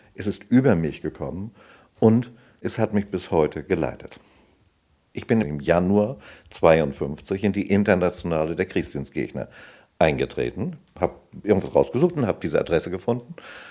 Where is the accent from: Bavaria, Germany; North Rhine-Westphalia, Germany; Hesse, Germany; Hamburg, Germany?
Hamburg, Germany; Ich bin Ende Mai 1932 geboren. Ich bin in Hamburg aufgewachsen.